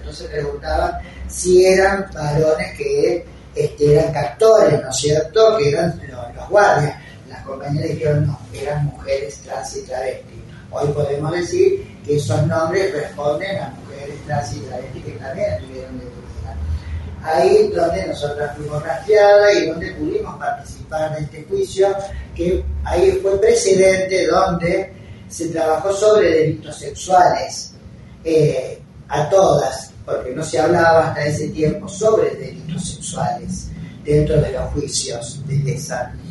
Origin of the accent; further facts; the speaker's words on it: Rosario, Santa Fe, Argentina; now in Córdoba, Argentina; mujeres trans y travestis que somos sobrevivientes del terrorismo de Estado. Soy rosarina, pero hace 40 años que vivo en Córdoba.